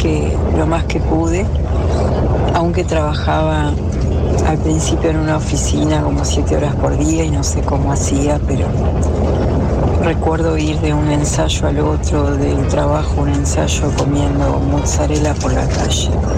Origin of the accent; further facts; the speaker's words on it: General Roca, Río Negro, Argentina; born there; also born or lived in Buenos Aires; mi papá es de la provincia de Buenos Aires, de Carué. Mi hermano y yo nacimos en Fisque Menuco. Cuando llegué a la comarca, venía de unos años en Buenos Aires estudiando teatro.